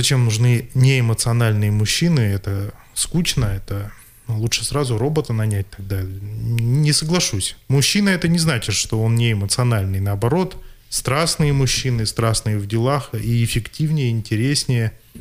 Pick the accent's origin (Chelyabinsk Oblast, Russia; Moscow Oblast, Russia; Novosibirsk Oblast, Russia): Novosibirsk Oblast, Russia; Novosibirsk; Да, я из Новосибирска, и действительно сейчас нахожусь в Красноярске на достаточно продолжительном проекте.